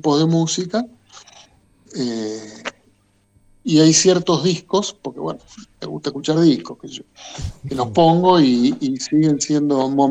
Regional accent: Buenos Aires, Argentina; yo me crié en Buenos Aires, estudié música académica en La Plata, en Bellas Artes

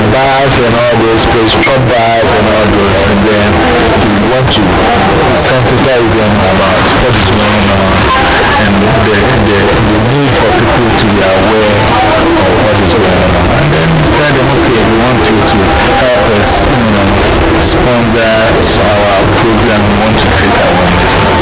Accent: Mankessim, Central Region, Ghana; like I'm from Mankasin.

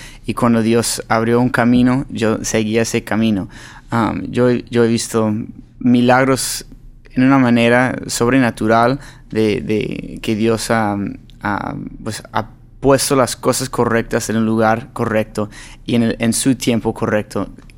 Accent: Los Angeles, California, United States; Spanish is a second language; Yo soy de Los Ángeles, California. Hijo de pastores. Ahora mi papá es director de un albergue y... Pues yo no crecí hablando español

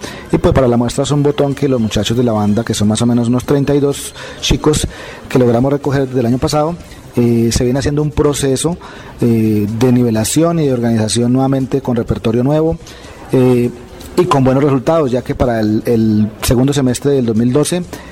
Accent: Agua de Dios, Cundinamarca, Colombia; Soy oriundo de Agua de Dios. Nací el 21 de octubre de 1968.

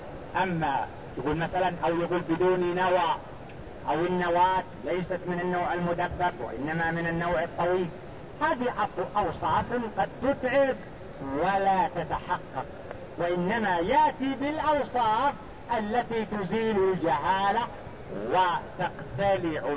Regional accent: Mecca, Makkah Province, Saudi Arabia; يعني عندنا في مكة هذا نقول هذا جيد

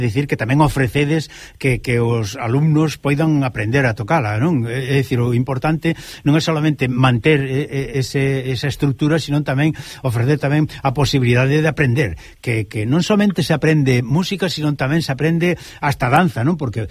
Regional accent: Galicia, Spain; Como decimos galegos, algo que paga a pena darse conta

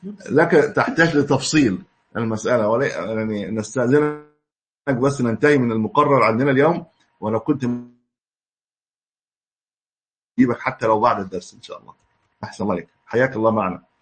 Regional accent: Egypt; ويبدو أن هذا ليس عندنا في مصر الآن

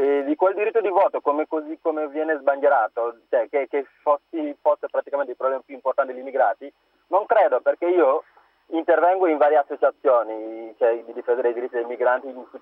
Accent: Senegal; now in Verona, Italy; sono del Senegal.

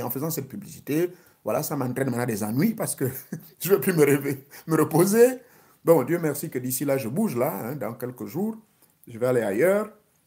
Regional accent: Gabon; moi, je suis du Gabon.

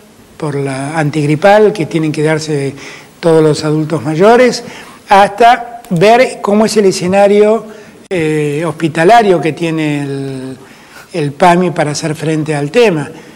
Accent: Argentina; en mi Argentina no hay diferencias. Somos todos argentinos, argentinas, argentines

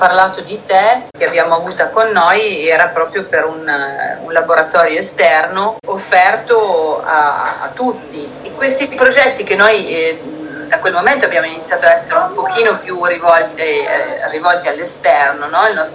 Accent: Piedmont, Italy; Essendo piemontese abbiamo questa tendenza al ribasso

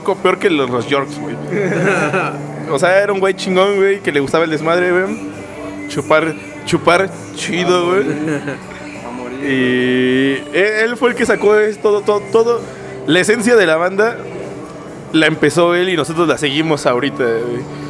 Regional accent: Mexico City, Mexico; Bueno, que todos somos del DF, somos extraños en este mundo porque quieras o no...

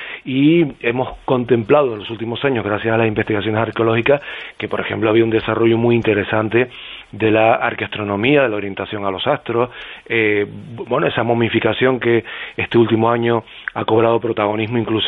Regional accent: Canary Islands, Spain; esta noche, además, soy como embajador de Canarias, fuera de Canarias

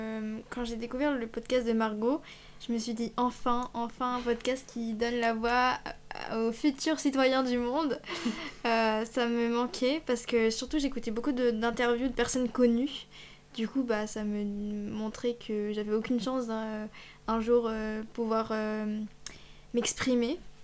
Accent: Angers, Pays de la Loire, France; j'ai 17 ans aussi et je viens de Angers en Maine-et-Loire.

